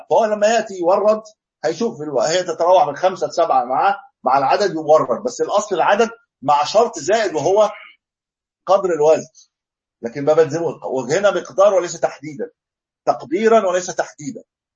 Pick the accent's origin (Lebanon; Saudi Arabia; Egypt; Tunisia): Egypt; يعني ما مش عندنا في مصر